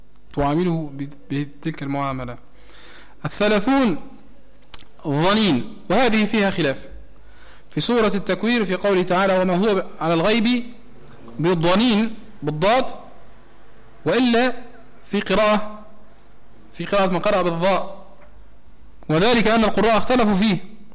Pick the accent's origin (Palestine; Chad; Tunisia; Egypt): Tunisia; وهذه زادة مشهورة يسر عندنا في تونس